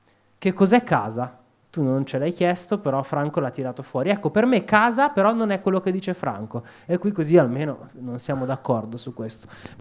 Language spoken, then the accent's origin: Italian; Opera, Lombardy, Italy; io sono nato e cresciuto a Opera, un posto di merda, dove c'è soltanto il carcere, dove c'è piccola criminalità, disagio, e questa era Opera negli anni Ottanta